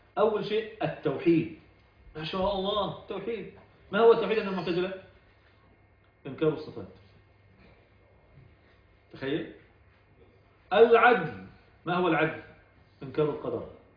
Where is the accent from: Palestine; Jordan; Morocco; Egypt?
Egypt; انا مصري يا زيكم يا جماعة